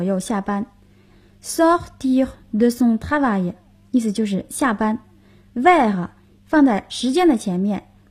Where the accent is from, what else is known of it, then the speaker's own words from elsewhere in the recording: China; 我们中国人说一日之计在于晨。